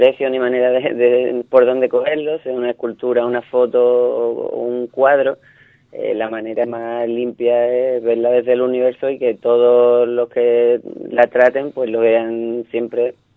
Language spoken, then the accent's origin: Spanish; Ubrique, Andalusia, Spain; si me quiero definir como ubriqueño, como gaditano, como español, como europeo